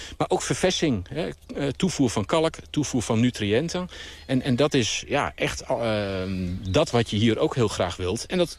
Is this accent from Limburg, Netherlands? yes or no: no; Zwolle, Overijssel, Netherlands; Ja, ik ben Zwollenaar.